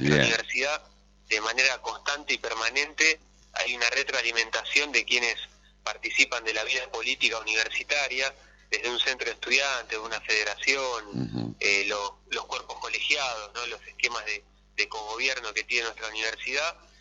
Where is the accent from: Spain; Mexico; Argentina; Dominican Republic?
Argentina; Mar del Plata, Buenos Aires Province; yo soy de acá de Mar del Plata